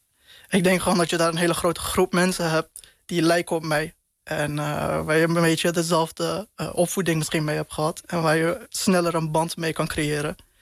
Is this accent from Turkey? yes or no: yes; Turkey; uiteindelijk een Turk... en je wordt daar af en toe aan herinnerd